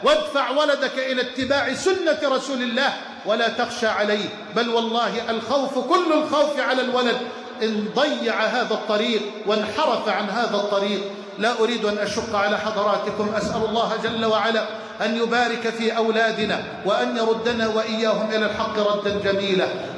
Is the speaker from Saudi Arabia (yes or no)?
no; Egypt; واحفظ بلدنا مصر واجعلها واحة للأمن والأمان